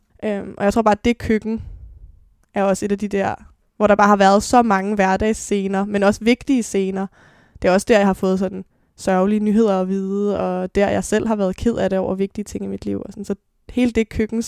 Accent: Copenhagen, Capital Region of Denmark, Denmark; Jeg blev født på Rigshospitalet, men er vokset op de første 6 år af mit liv på Nørrebro, på Jægersborggade, sammen med min mor.

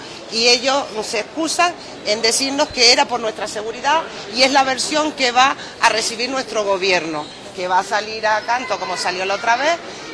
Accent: Spain; como ciudadanos españoles que embarcamos en un buque de bandera española

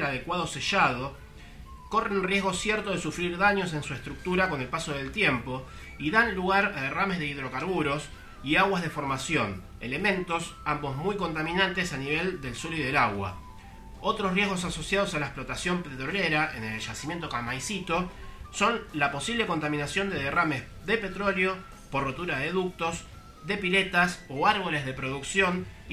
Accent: Argentina; La verdad es que como argentino me siento zarpado, me siento un boludo

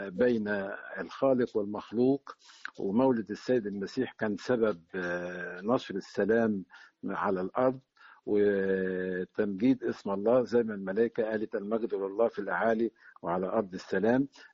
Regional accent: Egypt; إحنا الحمد لله إحنا مصريين عندنا قيم وثبات وعندنا تاريخ

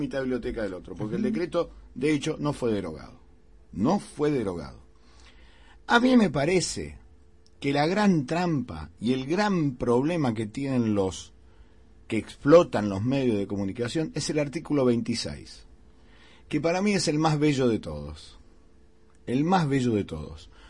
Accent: Argentina; ese gran consorcio que somos todos los argentinos

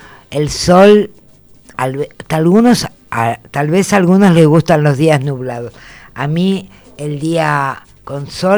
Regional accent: Buenos Aires, Argentina; Yo he nacido acá, soy una mujer de Capital

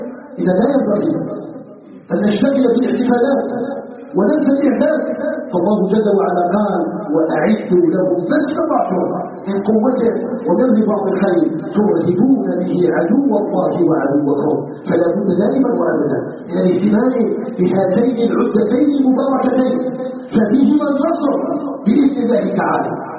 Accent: Algeria; اللهم اجعل بلدنا الجزائر بلداً آمناً مطمئناً وسائر بلاد المسلمين.

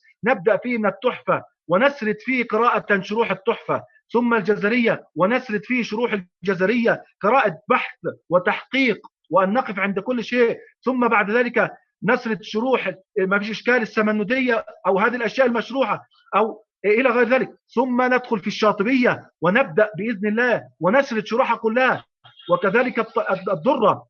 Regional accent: Egypt; وإحنا عندنا في مصر الحمد لله غالب المشايخ أو جل المشايخ يقرؤون غيبا عن ظهر قلب

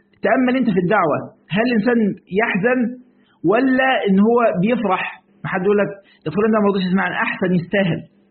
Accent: Egypt; في مرة بقول عندنا في مصر بيسموه الشاي

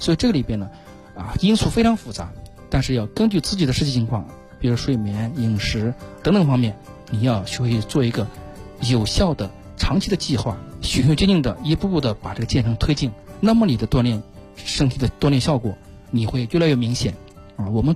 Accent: China; 我们中国人

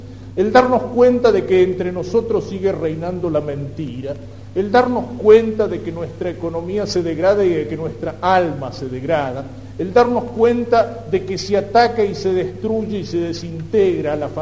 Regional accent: Argentina

